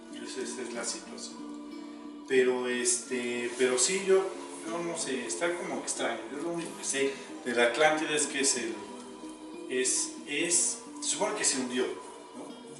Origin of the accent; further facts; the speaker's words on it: Tula, Hidalgo, Mexico; De Tula Hidalgo, de México.